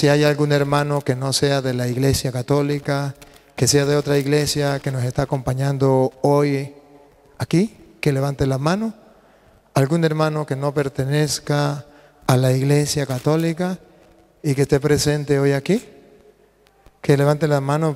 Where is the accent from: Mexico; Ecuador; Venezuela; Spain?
Venezuela; Vengo con mucha alegría desde Venezuela, donde en estos momentos estamos pasando cosas difíciles